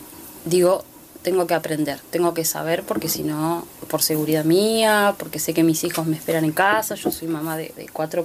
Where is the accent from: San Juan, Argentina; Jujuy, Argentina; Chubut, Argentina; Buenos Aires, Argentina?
Chubut, Argentina; El Maitén; yo soy del Maitén, una localidad ahí a 16, 20 kilómetros de Puyén.